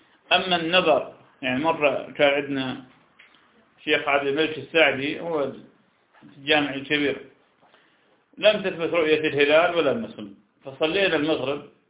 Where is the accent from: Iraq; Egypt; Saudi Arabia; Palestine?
Iraq; يعني مرة عندنا بالعراق ثبتت الرؤية